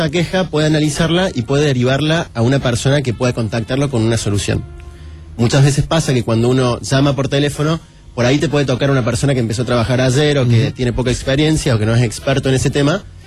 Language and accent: Spanish; Córdoba, Argentina; Yo soy de Córdoba.